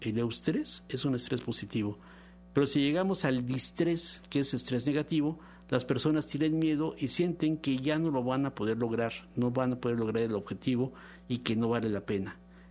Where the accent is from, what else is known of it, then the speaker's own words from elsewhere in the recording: Mexico; Y así como a nosotros, como mexicanos, nos castigan o nos llaman la atención por gritar la palabra